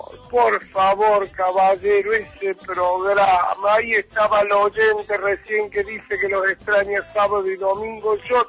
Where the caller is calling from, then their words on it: Escalada, Buenos Aires Province, Argentina; de Escalada.